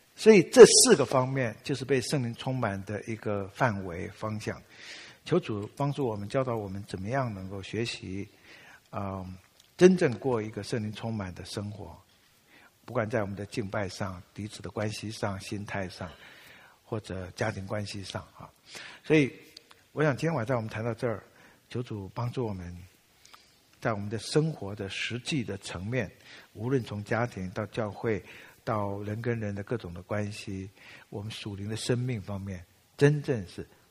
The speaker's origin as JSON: {"language": "Chinese", "country": "Taiwan", "said": "我们台湾话有一句话哈"}